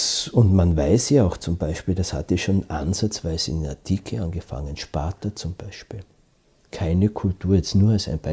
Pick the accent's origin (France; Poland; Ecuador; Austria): Austria; Ich bin ja Österreicher und ich arbeite ja international.